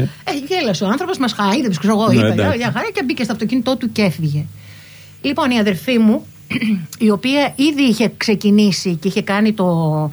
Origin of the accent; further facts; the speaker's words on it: Tavros, Attica, Greece; Μεγαλώσαμε λοιπόν στον Ταύρο. Γεννηθήκαμε και μεγαλώσαμε στον Ταύρο. Στη δεκαετία του 50, εγώ γεννήθηκα 3 χρόνια μετά, όπου γύρω-γύρω από το σπίτι μας ήταν μόνο παράγκες.